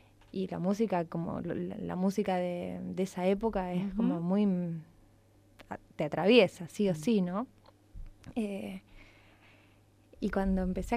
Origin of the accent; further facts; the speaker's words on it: El Palomar, Buenos Aires Province, Argentina; Mirá, yo soy nacida en el Palomar, como bien dijiste, que es cuna del rock nacional.